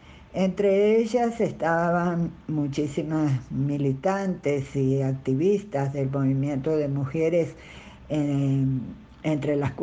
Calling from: Caracas, Capital District, Venezuela; Desde Caracas les habla … Yo actualmente soy militante de La Araña Feminista

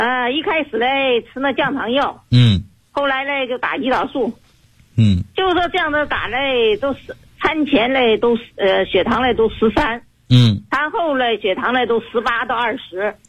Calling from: Guangzhou, Guangdong, China; 我是来自广州市的学员。

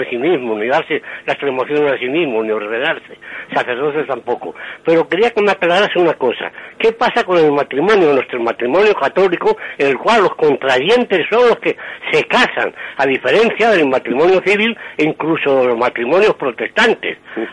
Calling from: Madrid, Community of Madrid, Spain; de Madrid.

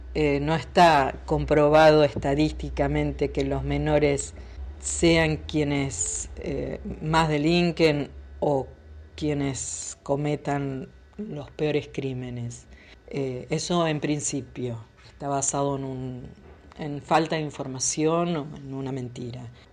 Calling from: Remedios de Escalada, Buenos Aires Province, Argentina; Soy de Remedios de Escalada.

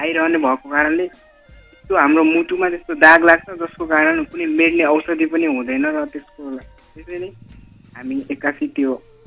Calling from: Dailekh, Karnali Province, Nepal

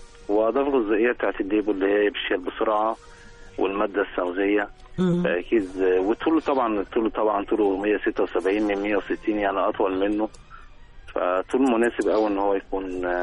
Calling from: Alexandria, Alexandria Governorate, Egypt

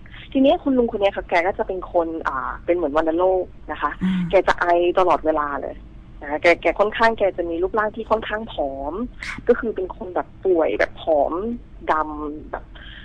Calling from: Bangkok, Thailand; โทรมาจากแถวเตาปูนค่ะ

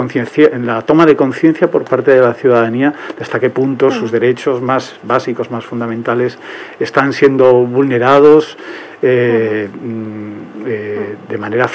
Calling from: Tres Cantos, Community of Madrid, Spain; sí, de Tres Cantos.

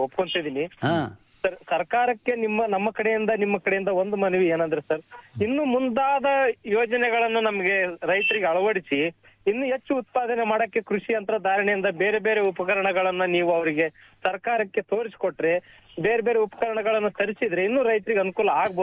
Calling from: Koppal, Karnataka, India; ಕೊಪ್ಪಳ ಹತ್ರ ಕಾತ್ರಿಕಿ ಗುಡ್ಲನೂರ್ ಅಂತ ಹೇಳಿ, ನಮ್ದು ಕೊಪ್ಪಳ ತಾಲೂಕು ಅಳವಂಡಿ ಹೋಬಳಿ.

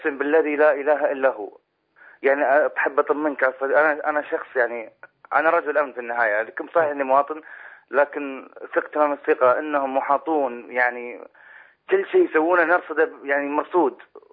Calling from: Manama, Capital Governorate, Bahrain; وأنا جاي من البحرين ومن المنامة،

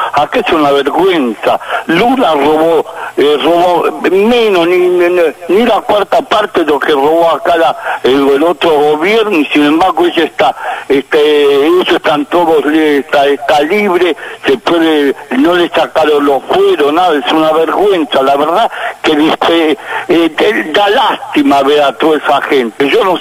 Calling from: Vicente López, Buenos Aires Province, Argentina; de Vicente López.

